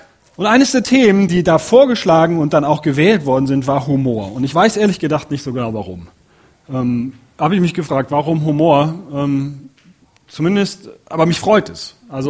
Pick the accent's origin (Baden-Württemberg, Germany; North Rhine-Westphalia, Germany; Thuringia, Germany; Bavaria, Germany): North Rhine-Westphalia, Germany; Cologne; Und da komme ich so, aus der Gegend komme ich her. Und also da ist es wirklich so, die Kölner Kultur, die ganze Rheinländer Kultur